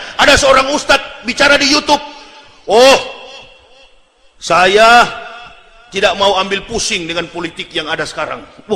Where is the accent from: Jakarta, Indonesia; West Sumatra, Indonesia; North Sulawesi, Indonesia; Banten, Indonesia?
North Sulawesi, Indonesia; Manado; saya juga orang Manado